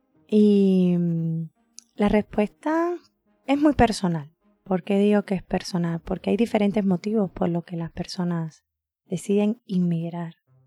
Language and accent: Spanish; Cuba; moved away as an adult; Salí por primera vez de Cuba, nunca había salido.